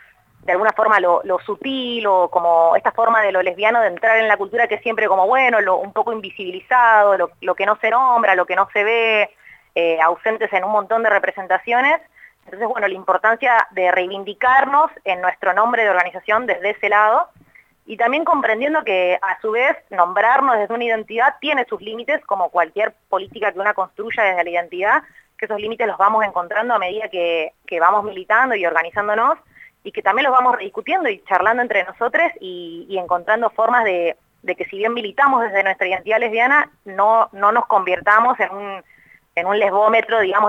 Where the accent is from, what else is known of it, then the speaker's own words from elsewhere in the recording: Buenos Aires, Argentina; soy de Capital, milito en la Asamblea hace un poco más de un año